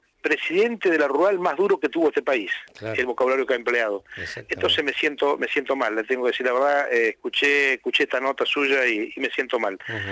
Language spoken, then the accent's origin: Spanish; Argentina; como argentino le digo esto